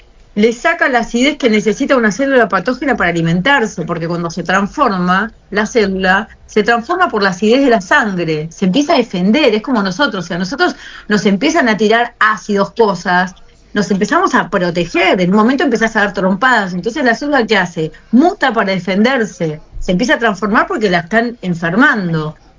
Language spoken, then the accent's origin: Spanish; Patagonia, Argentina; no sé si es porque soy de la Patagonia o qué